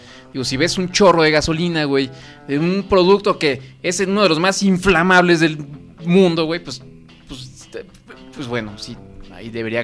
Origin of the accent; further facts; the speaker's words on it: Mexico; bailemos y echemos desmadre como buenos mexicanos que somos, güey